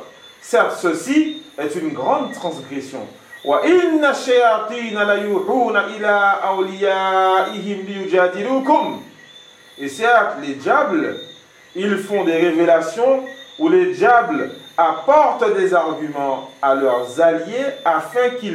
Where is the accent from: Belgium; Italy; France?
France; mais ça chez nous, en France, oui.